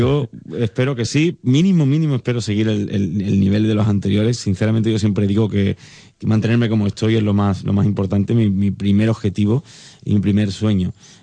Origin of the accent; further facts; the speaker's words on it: Andalusia, Spain; me lo tatué porque soy muy andaluz, me gusta ser de mi tierra, todo lo que tiene que ver con mi tierra me encanta